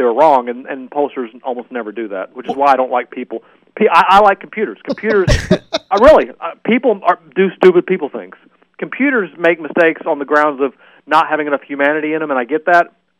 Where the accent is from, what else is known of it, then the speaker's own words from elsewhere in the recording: Oxford, Mississippi, United States; I grew up in Oxford.